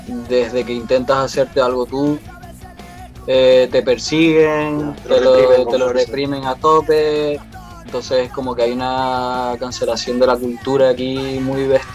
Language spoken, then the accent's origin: Spanish; Basque Country, Spain; porque venimos del País Vasco, que es todo lo contrario